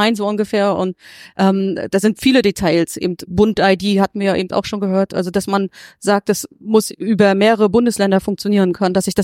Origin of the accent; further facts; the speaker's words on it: Mecklenburg-Vorpommern, Germany; ich komme aus Nordwestmecklenburg